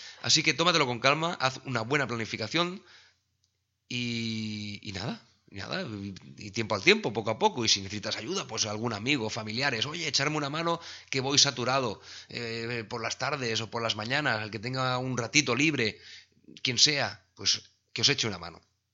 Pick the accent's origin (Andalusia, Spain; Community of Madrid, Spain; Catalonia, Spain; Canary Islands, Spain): Catalonia, Spain; Sabadell; porque yo soy de Sabadell